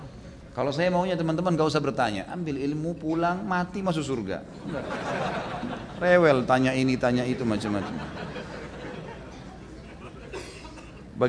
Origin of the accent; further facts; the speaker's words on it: Gunung Kidul, Special Region of Yogyakarta, Indonesia; Di daerah saya di Gunung Kidul banyak sekali kasus bunuh diri dengan gantung diri.